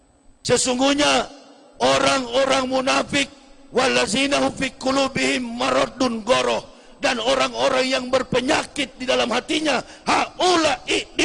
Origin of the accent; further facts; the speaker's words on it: Manado, North Sulawesi, Indonesia; Kampung saya di Manado